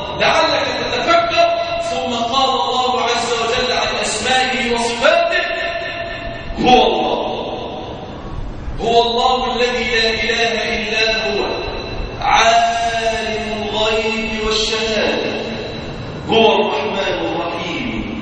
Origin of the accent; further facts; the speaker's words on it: Egypt; ناهيك عن بلادنا مصر